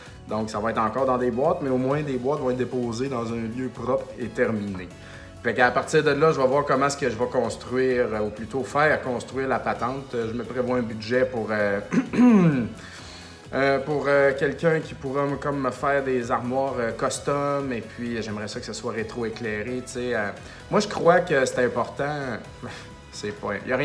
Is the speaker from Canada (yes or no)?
yes; Saint-Joseph-de-Beauce, Quebec, Canada; Moi, je viens de Saint-Joseph-de-Beauce